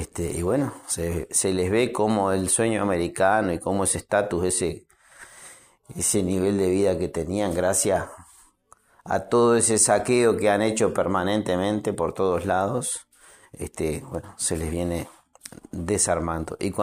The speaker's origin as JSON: {"language": "Spanish", "country": "Uruguay", "said": "como ciudadano uruguayo lo digo"}